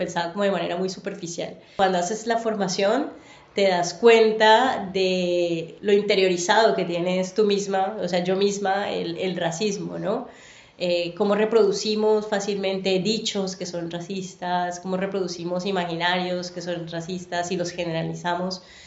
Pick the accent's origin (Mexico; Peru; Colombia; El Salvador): Colombia; moved away as an adult; now in Barcelona, Spain; Soy colombiana, llevo, cumpliré en septiembre 7 años de vivir en Barcelona.